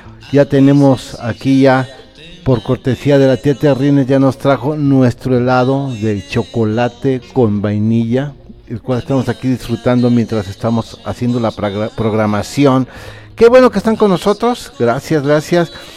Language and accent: Spanish; Irapuato, Guanajuato, Mexico; de Irapuato, Guanajuato.